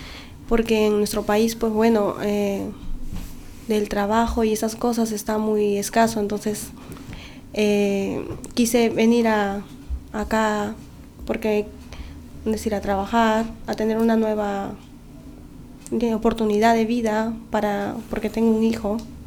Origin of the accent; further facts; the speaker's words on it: Callao, Peru; Ah, soy del Callao.